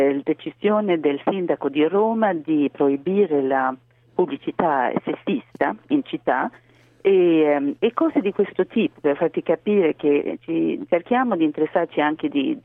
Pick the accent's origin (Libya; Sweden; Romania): Sweden; now in Italy; Svezia, o anzi si parla tantissimo di uguaglianza tra i sessi, è veramente una cosa molto molto forte nel mio paese.